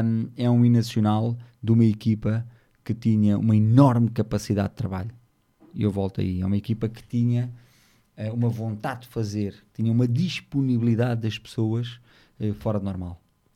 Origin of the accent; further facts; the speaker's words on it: Portugal; Eu, enquanto português